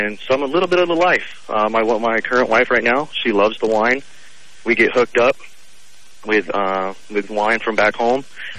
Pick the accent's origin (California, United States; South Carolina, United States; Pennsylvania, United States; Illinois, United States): California, United States; growing up on the Central Coast, I had friends that worked at the wineries.